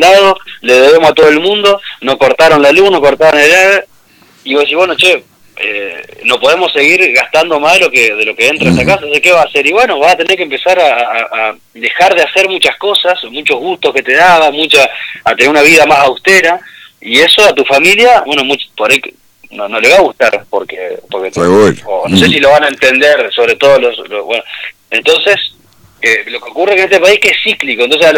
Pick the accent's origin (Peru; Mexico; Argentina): Argentina; creo que como argentinos estamos madurando